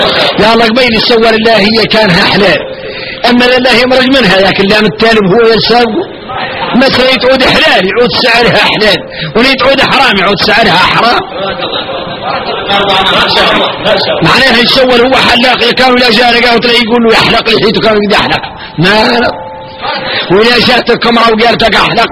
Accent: Mauritania; احنا احنا موريتاني كاملين

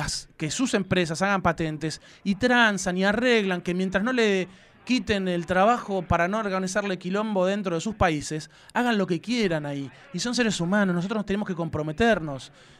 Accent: Argentina; lo que nosotros como argentinos íbamos a hacer

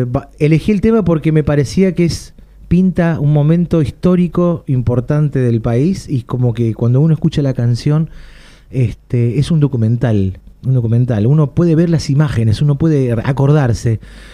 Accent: Punta Alta, Buenos Aires Province, Argentina; born there; Punta Alta, provincia de Buenos Aires.

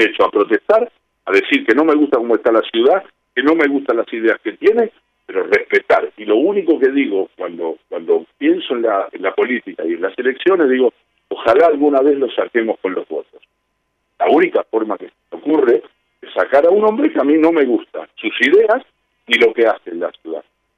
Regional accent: Buenos Aires, Argentina; Yo soy un porteño, recontra porteño.

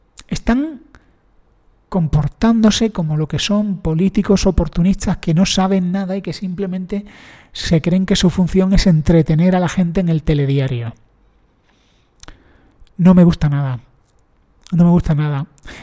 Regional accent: Spain; a mí como español

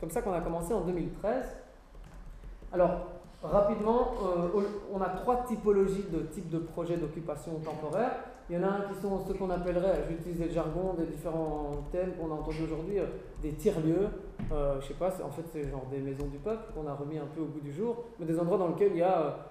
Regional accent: Brussels, Brussels-Capital Region, Belgium; je viens de Bruxelles, effectivement.

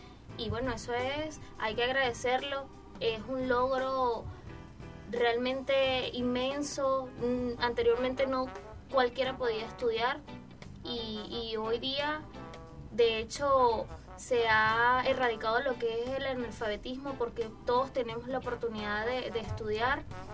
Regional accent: Venezuela; yo no me voy, yo me siento muy cómoda en mi país y conmigo es que este país va a salir adelante

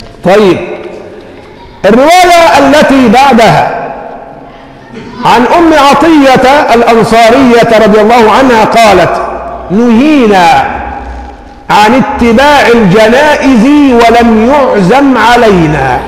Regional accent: Egypt; اللهم حول حالنا كمصريين إلى أحسن حال

